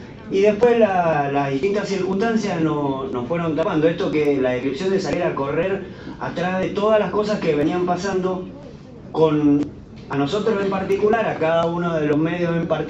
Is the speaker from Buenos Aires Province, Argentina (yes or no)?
no; Mendoza, Argentina; Nosotros venimos de Mendoza. … de La Mosquitera, radio comunitaria de Guaymallén.